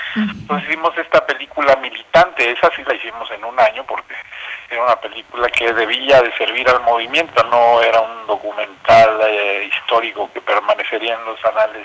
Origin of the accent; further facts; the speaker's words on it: Cuernavaca, Morelos, Mexico; soy de Cuernavaca, soy nacido en Cuernavaca, muy relacionado con comunidades indígenas. Desde niño he escuchado la lengua náhuatl, la hablo